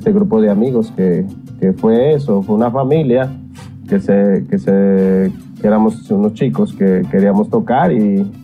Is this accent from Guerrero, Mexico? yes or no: no; Mexico City, Mexico; now in Dominican Republic; Efectivamente, soy mexicano, mexicano del Distrito Federal